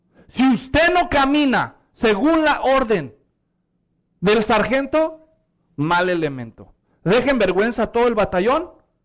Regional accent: Mexico; Muchos de los que somos mexicanos, cuando éramos niños, nos hacían marchar en las fiestas patrias

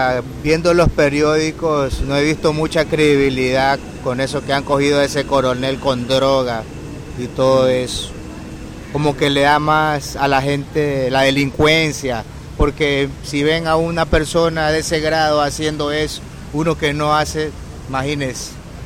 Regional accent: Esmeraldas, Ecuador; now in Guayaquil, Ecuador; Yo soy de aquí de Esmeraldas, de Tumaco más o menos.

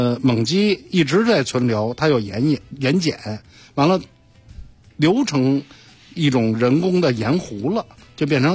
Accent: China; 我中国人

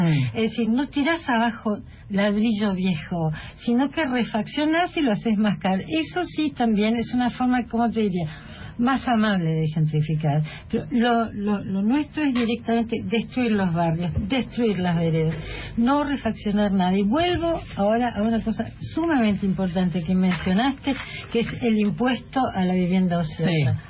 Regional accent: Germany; Yo me crié mucho en Alemania y extrañaba mucho, no extrañaba mucho Buenos Aires

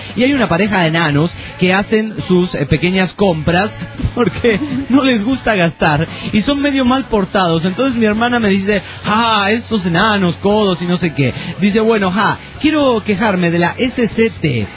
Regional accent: San Luis Potosí, Mexico; moved away; Hace un tiempo fui a la SLP de visita que en mi ciudad de origen

